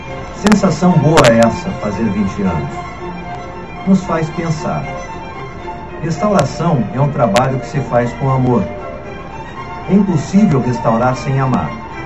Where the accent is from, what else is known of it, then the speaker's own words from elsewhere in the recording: Rio Grande, Rio Grande do Sul, Brazil; da cidade do Rio Grande, onde eu nasci, cresci e vivi.